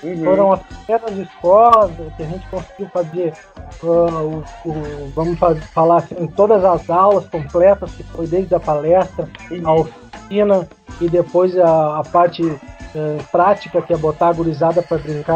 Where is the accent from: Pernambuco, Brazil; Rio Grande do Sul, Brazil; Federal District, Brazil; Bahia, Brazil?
Rio Grande do Sul, Brazil; Porto Alegre; eu sou de Porto Alegre aqui.